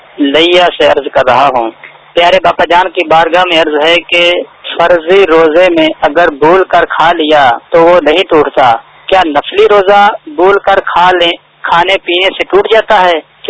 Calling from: Karachi, Sindh, Pakistan; جام کندہ کراچی سے بات کر

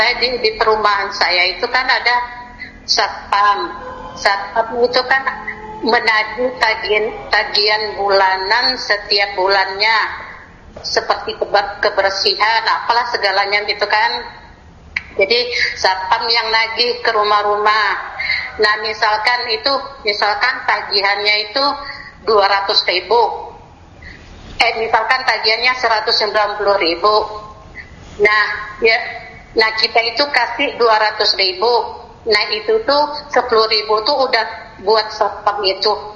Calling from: Depok, West Java, Indonesia; Saya dari Depok

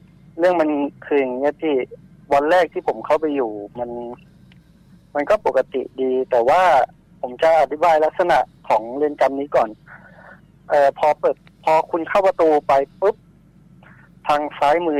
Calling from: Pattaya, Chonburi, Thailand; พัทยาครับ

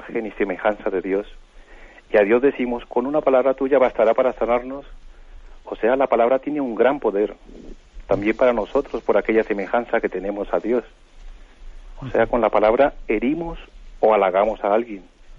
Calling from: Palafrugell, Catalonia, Spain; de Parafruyel en Girona.

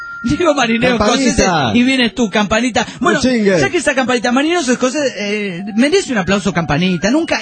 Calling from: Aguascalientes, Mexico; Soy de Aguascalientes, México.

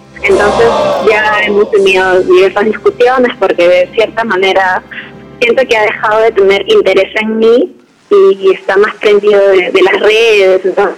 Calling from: Callao, Peru; De aquí, de la Avenida Buenos Aires, del cercado.

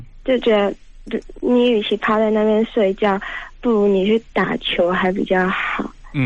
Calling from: Taipei, Taiwan; 嗨，我是台北的

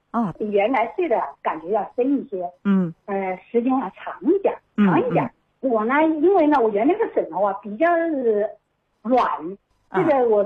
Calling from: Wuhan, Hubei, China; 我是武汉

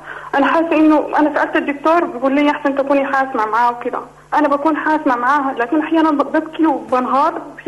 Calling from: Sudan; لأنه في السعودية وإحنا في السودان.

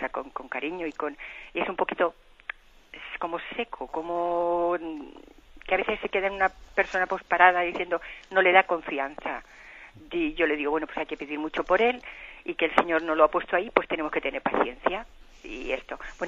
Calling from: Balearic Islands, Spain; de Mallorca.

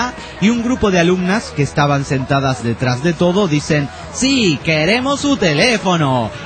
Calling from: Toluca, State of Mexico, Mexico; soy de Toluca.

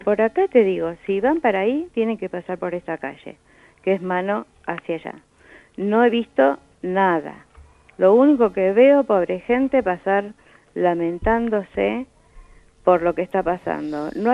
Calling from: Villa Alcorta, Santa Fe, Argentina; No, mira, no soy de Villa Salas, soy de Villa Alcorta.

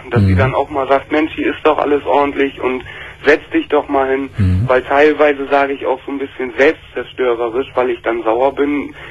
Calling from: Bremen, Germany; Hier in Oldenburg, ich komme aus Bremen.

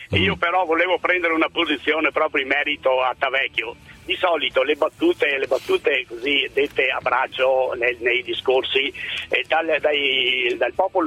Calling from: Padua, Veneto, Italy; Buongiorno, sono da Padova.

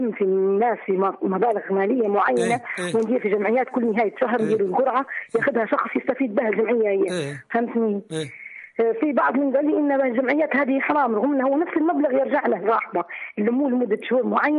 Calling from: Zawiya, Zawiya District, Libya; من الزاوية.

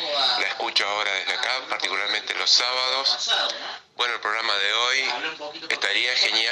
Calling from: Paraná, Entre Ríos, Argentina; de Paraná.

